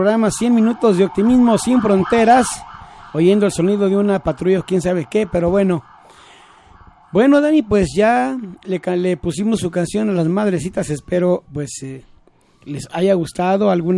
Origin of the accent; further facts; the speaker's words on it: Magdalena, Jalisco, Mexico; yo soy de Magdalena, Jalisco